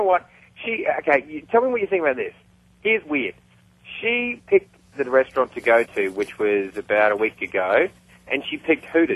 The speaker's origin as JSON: {"language": "English", "country": "Australia", "lives_now": "Hollywood, United States", "said": "I'm from Australia, but I've been seeing a girl here in Hollywood."}